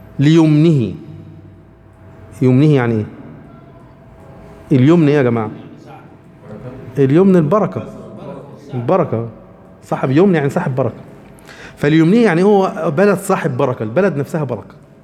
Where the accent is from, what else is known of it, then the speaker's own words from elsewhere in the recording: Egypt; احنا عندنا مصر، بلدنا مصر دي سميت مصر ليه؟